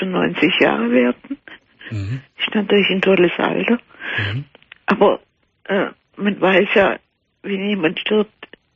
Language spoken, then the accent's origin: German; Baden-Württemberg, Germany; also ich bin Schwäbin, ne?